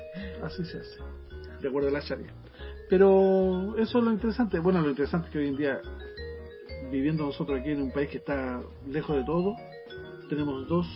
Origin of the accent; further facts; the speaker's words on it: Santiago, Santiago Metropolitan Region, Chile; Recuerde que yo soy santiaguino neto.